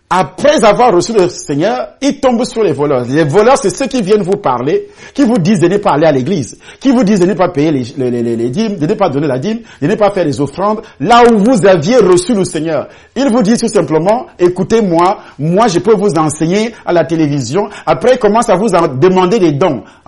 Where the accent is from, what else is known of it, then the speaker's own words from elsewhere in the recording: Cameroon; Vous quittez le Cameroun, par exemple, puisque moi je suis Camerounais